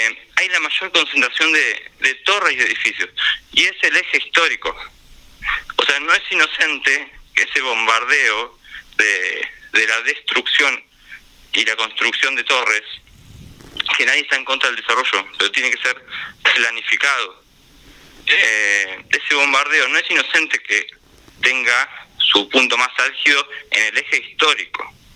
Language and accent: Spanish; La Plata, Buenos Aires Province, Argentina; yo soy de Villalvira, mi barrio todavía no tiene veredas. Yo actualmente vivo por zona de Plaza Rocha, pero me crié en Villalvira, mi familia vive todavía allá